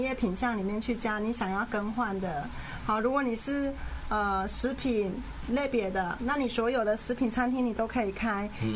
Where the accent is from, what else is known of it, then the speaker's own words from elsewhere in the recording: Taiwan; 因为我们身为台湾人，